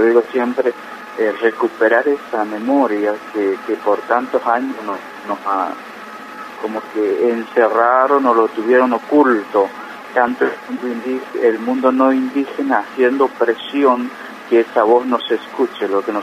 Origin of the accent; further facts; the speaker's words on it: Colonia Chaco, Chaco, Argentina; yo que nací, me crié en Colonia Chaco